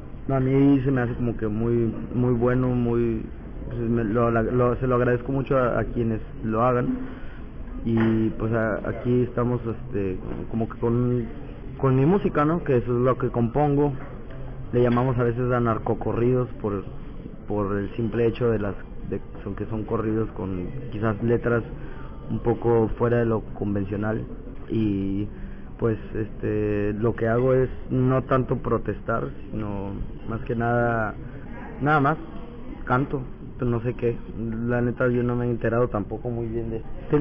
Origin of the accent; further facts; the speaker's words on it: Mexicali, Baja California, Mexico; vengo de Mexicali y toco música norteña, country, balada, polka.